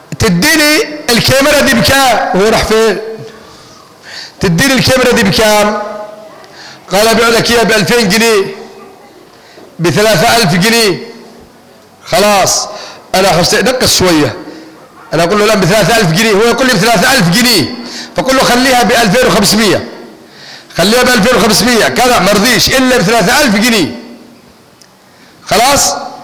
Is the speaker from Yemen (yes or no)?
yes; Yemen; واحنا يمنيين والمصريين دمنا واحد ودمنا مشترك